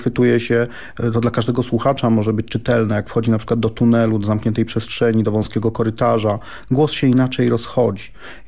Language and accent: Polish; Lublin, Lublin Voivodeship, Poland; Ja wychowywałem się w Śródmieściu, ulica Żwirki Wigury, tuż pod kinem Grunwald, pod GKO